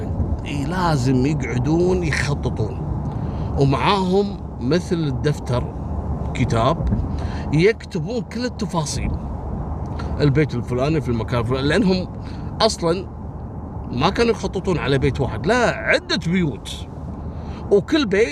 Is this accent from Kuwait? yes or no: yes; Kuwait